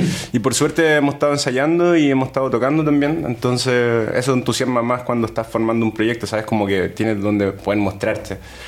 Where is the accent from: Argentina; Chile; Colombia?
Chile; now in Granada, Spain; Yo soy de Chile.